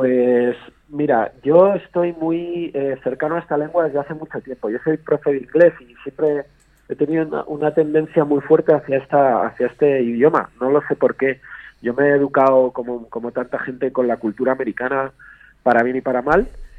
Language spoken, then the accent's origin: Spanish; Madrid, Community of Madrid, Spain; born there; now in Segovia, Spain; yo me vine aquí hace 15 años, yo nací en Madrid, pero estoy aquí desde hace un tiempo